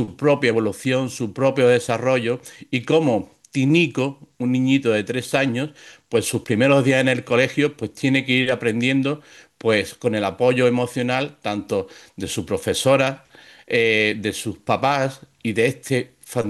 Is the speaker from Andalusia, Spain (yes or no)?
yes; Málaga, Andalusia, Spain; soy un escritor malagueño, andaluz, de España. Y tengo 54 años